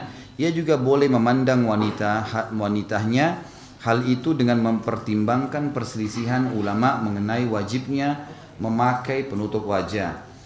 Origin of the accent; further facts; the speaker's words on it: South Sulawesi, Indonesia; born there; Saya lahir di Sulawesi Selatan dan saya selalu ingatkan itu.